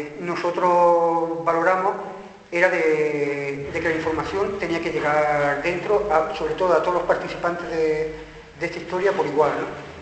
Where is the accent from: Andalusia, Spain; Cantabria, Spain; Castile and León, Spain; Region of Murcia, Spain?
Andalusia, Spain; Córdoba; en Córdoba, de donde vengo